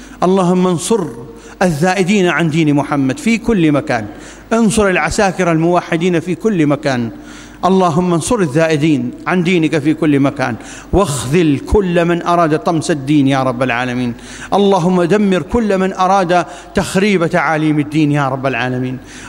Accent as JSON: {"language": "Arabic", "country": "Iraq", "said": "اللهم ابسط الأمن والأمان في بلادنا العراق خاصة"}